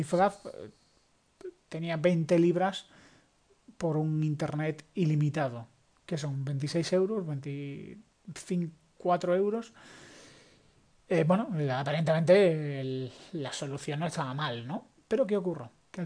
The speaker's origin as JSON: {"language": "Spanish", "country": "Spain", "said": "un saludo a todos nuestros compatriotas españoles"}